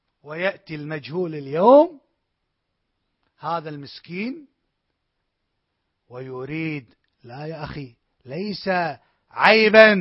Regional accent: Kuwait; ولكن كما تقول العامة عندنا في الكويت

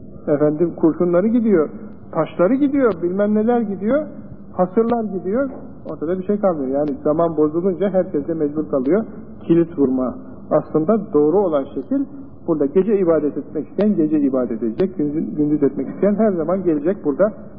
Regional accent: Çanakkale, Turkey; Benim de, yani Çanakkale benim memleketim olduğundan, canım istedi ki, üniversitede sen var ama, o köye gideyim

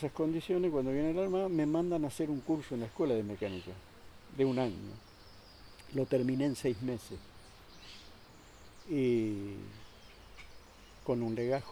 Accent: Corrientes, Argentina; now in Buenos Aires, Argentina; Éramos como 40 muchachos que vinimos juntos del campo de Corrientes.

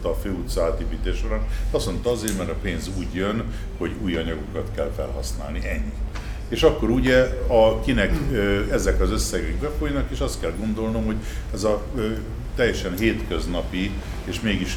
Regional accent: Budapest, Hungary; amiből elsősorban érdekeltek vagyunk, mint a Budapesti Városvédő Egyesület, vagy mint budapestiek

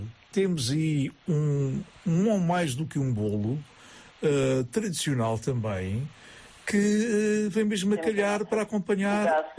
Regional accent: Portugal; born there; felizmente, nasci em Portugal.

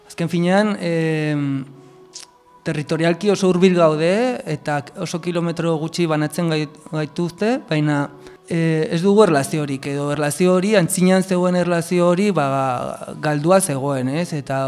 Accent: Auzperri, Navarre, Spain; Auzperrikoa naiz, eta hori

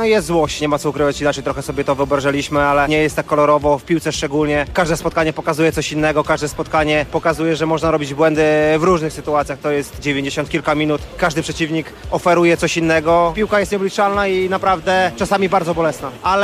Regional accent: Białystok, Podlaskie Voivodeship, Poland; jestem z Białegostoku, żona jest z Białegostoku

